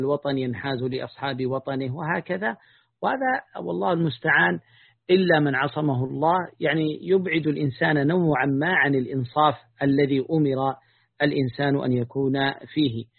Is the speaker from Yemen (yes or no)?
yes; Taiz Governorate, Yemen; وأنا من قريتي، من مشارف جبال قريتي المشاولة، أرى حدود موزع، يعني فكأن بيننا وبينها قرابة 20 كيلا